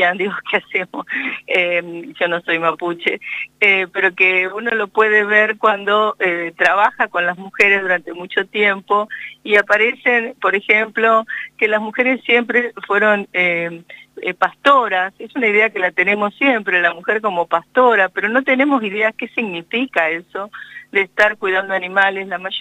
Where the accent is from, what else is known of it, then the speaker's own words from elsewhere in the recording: Carhué, Buenos Aires Province, Argentina; born there; Yo nací en Carué, y allí toda la toponimia era mapuzungún.